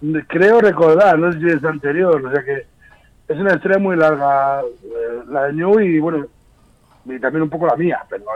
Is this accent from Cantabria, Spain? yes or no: no; Burgos, Castile and León, Spain; sobre todo grupos de Burgos, que es de donde soy.